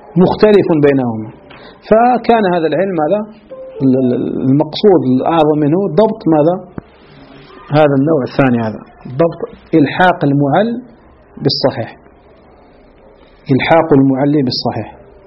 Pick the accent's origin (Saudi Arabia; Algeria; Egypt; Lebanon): Algeria; بعض المدارس ككتب التي كانت عندنا في الجزائر قديما